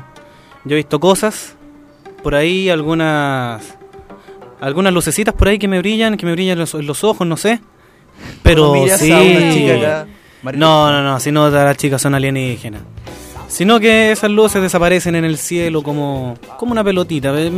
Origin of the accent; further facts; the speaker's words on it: Los Andes, Valparaíso, Chile; Y nosotros en la zona centro, yo soy de los Andes, un saludo para ustedes.